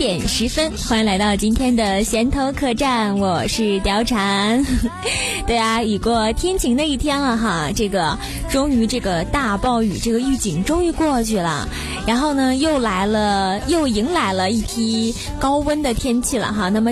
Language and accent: Chinese; North China, China; 大家都知道我是北方人